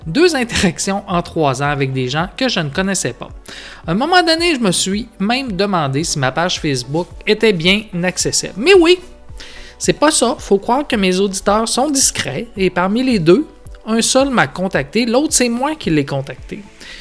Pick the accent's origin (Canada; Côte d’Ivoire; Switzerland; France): Canada; Chicoutimi, Quebec; je viens du Saguenay, de Chicoutimi, et j'ai un gros attachement à ma région natale.